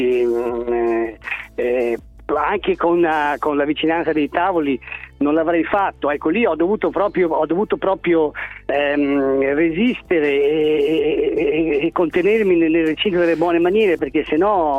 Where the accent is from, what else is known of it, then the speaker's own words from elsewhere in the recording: Ravenna, Emilia-Romagna, Italy; Di Ravenna.